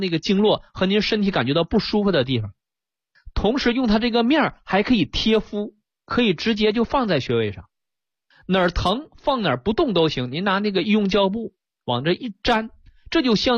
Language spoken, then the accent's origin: Chinese; China